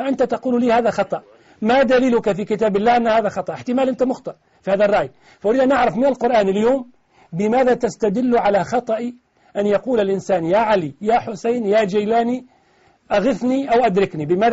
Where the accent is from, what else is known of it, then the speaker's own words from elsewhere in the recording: Tunisia; أنا سؤالي اليوم عن الذي يقول عندنا في تونس